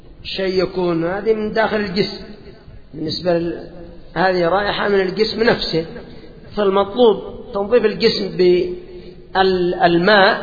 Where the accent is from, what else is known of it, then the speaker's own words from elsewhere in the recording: Yemen; هذا بالنسبة عندنا في اليمن، وأتوقع أن هذا في أكثر البلدان